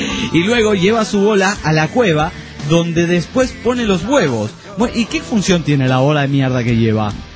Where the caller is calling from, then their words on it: Concordia, Entre Ríos, Argentina; Bueno, queridos desintegrados … de Concordia, Entre Ríos.